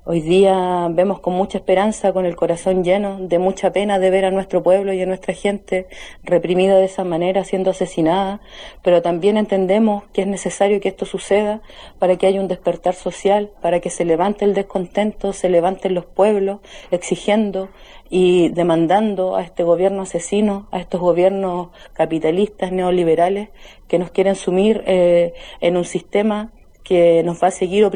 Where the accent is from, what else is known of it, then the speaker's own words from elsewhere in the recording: Puerto Cisnes, Aysén, Chile; soy de Puerto Cisnes, de la región de Aysén, Patagonia